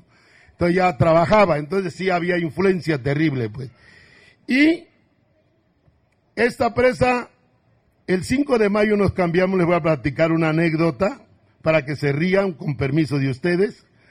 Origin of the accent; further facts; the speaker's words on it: Oaxaca, Mexico; Spanish is a second language; porque nosotros sí somos zapotecos, pero nos borraron, diré, nuestra lengua materna, que era el zapoteco.